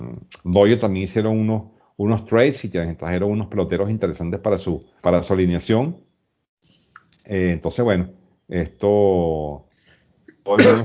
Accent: Venezuela; para mí como venezolano

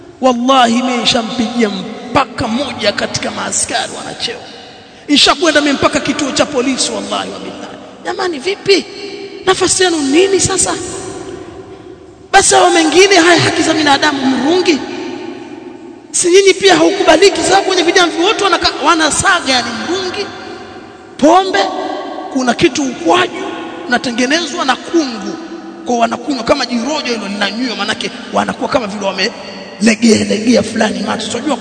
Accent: Tanga, Tanga Region, Tanzania; Kama kule kwetu kuna ngoma inaitwa kijambi kule Tanga, mshakisikia kijambi?

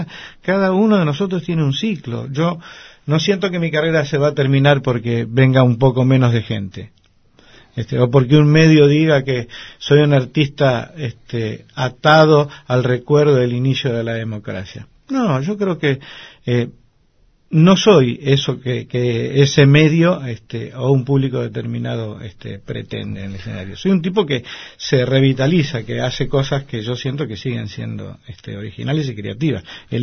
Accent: Paso del Rey, Buenos Aires Province, Argentina; Soy un pibe de Paso del Rey, porque no puedo decir que tengo recuerdos especiales de Montserrat, pero sí los tengo de Paso del Rey.

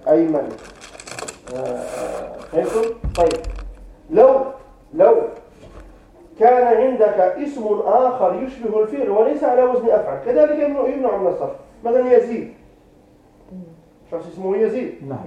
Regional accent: Morocco; مثلا عندنا في المغرب يسمونه محمد سعيد.

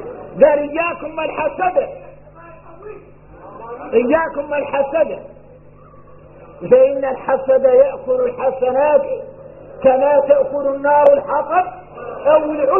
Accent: Mauritania; احنا موريتاني مفتوح لنا في العلم

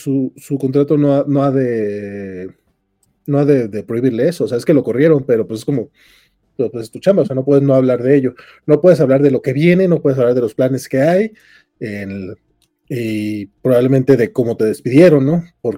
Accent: Durango, Mexico; y mira, yo soy de Durango y soy tío

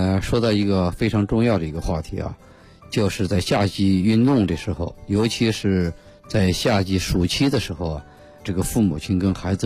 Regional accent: Beijing, China

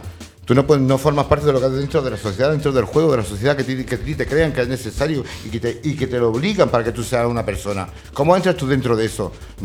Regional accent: Spain; Porque nosotros somos españoles.

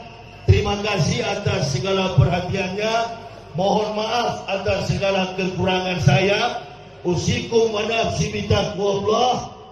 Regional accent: Sulawesi, Indonesia; Daerah Palu itu saya paling tahu karena saya orang Sulawesi.

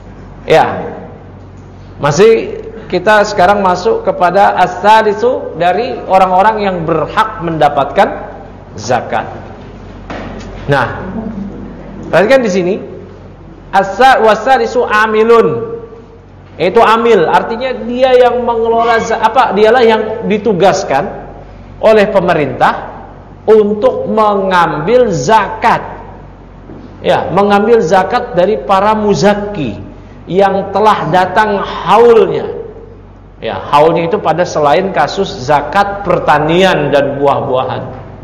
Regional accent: Tanara, Banten, Indonesia; Yang benar itu adalah kampung saya, adalah kampung di daerah Serang Banten, namanya kampung Tanara.

